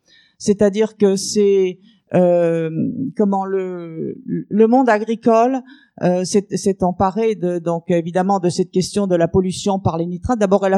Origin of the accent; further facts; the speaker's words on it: Saint-Brieuc, Brittany, France; pour l'association Alto Marée Verte. Nous venons de Saint-Brieuc dans les Côtes d'Armor.